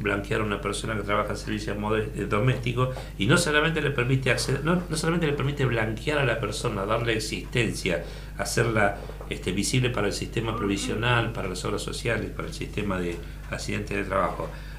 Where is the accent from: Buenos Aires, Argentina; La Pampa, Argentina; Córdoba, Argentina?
Buenos Aires, Argentina; Yo me crié en Buenos Aires, mi infancia la pasé en Buenos Aires.